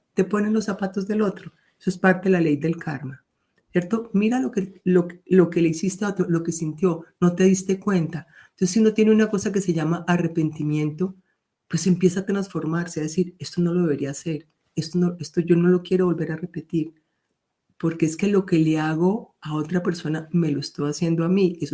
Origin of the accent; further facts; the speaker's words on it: Colombia; que incluso como en mi país, Colombia, gente maravillosa que se enfrentó a la guerrilla y a los paramilitares para defender su pueblo